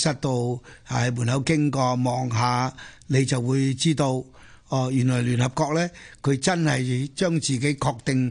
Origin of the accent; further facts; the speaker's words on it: Chaozhou, Guangdong, China; 呢个我系潮州人，自细听我妈讲